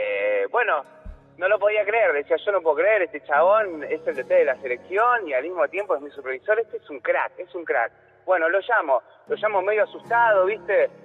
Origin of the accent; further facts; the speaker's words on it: Ituzaingó, Buenos Aires Province, Argentina; De Ituzaingó.